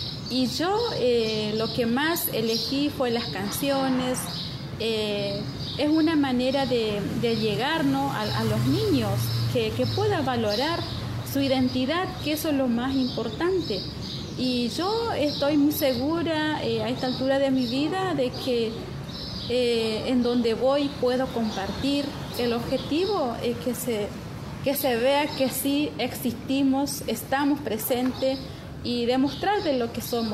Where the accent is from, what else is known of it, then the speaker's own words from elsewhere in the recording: Pampa del Indio, Chaco, Argentina; vengo de Pampa del Indio